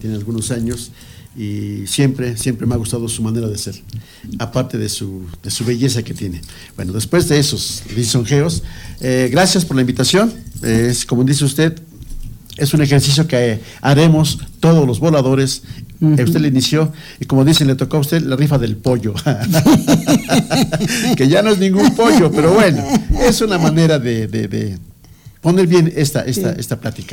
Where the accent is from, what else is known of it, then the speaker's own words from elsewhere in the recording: Amecameca, State of Mexico, Mexico; pues soy de aquí de Amecameca y como muchos ignoramos lo que pasa en Amecameca